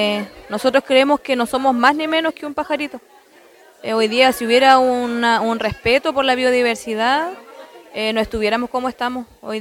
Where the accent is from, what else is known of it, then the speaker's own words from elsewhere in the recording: Pilmaiquén, Los Ríos, Chile; Yo soy Machi, una autoridad espiritual de mi pueblo mapuche huilliche. Hoy día venimos desde Pilmaiquén con una problemática que ya llevamos acarreando hace 14 años